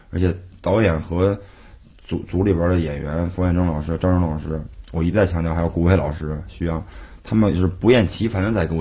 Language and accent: Chinese; Beijing, China; accent: Beijing; 而且我是北京人，我说话容易北京腔